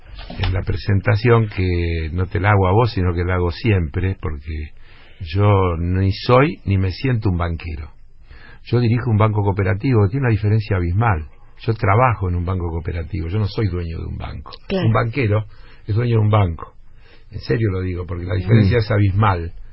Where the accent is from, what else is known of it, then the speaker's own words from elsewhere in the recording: Argentina; Porque yo soy argentino